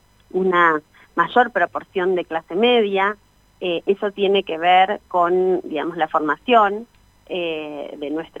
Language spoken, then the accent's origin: Spanish; Bariloche, Río Negro, Argentina; acá yo soy de Bariloche